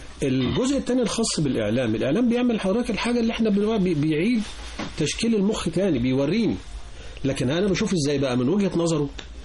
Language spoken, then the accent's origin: Arabic; Upper Egypt, Egypt; احنا عندنا في الصعيد بيأجروا ناس يعددوا عياطهم،